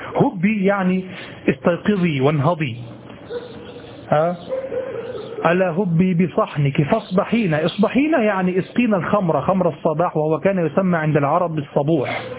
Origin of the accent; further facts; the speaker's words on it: Egypt; كما تقول عندنا في مصر القاهرة